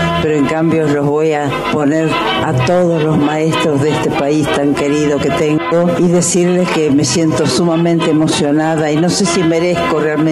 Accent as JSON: {"language": "Spanish", "country": "Argentina", "said": "Y para que vean que soy realmente argentina, soy la mujer argentina"}